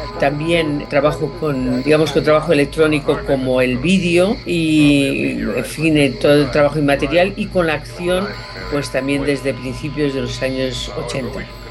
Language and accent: Spanish; Las Palmas de Gran Canaria, Canary Islands, Spain; born there; now in Madrid, Spain; yo soy nacida en Las Palmas de Gran Canaria, aunque he vivido en muchos sitios, y en Madrid desde mediados de los años 50, aunque siempre estuve muy ligada a Madrid por mis estudios de piano